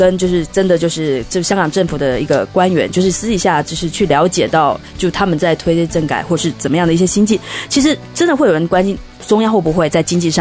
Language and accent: Chinese; Taiwan; 其实作为一个台湾人，就是走这个民主进程的一个过程中